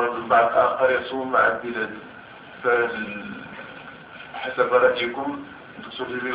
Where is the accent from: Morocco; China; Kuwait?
Morocco; هنا عندنا في المغرب